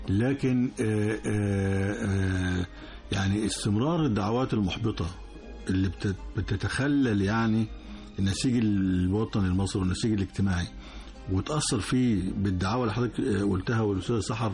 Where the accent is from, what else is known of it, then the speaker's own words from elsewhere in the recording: Egypt; فإحنا مصريين جنسية يعني نفتخر بها جدا